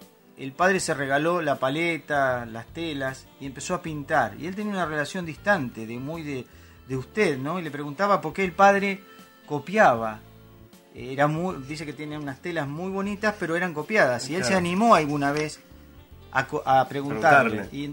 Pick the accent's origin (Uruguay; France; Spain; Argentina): Argentina; Viste que nos quedábamos con 40 millones, que somos los argentinos, sí